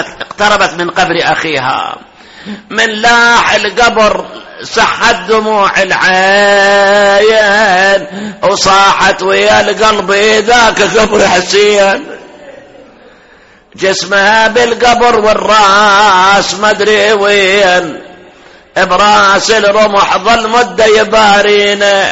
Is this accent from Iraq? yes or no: yes; Iraq; المدارس الحكومية عندنا بالعراق واضح، ما أدري هنا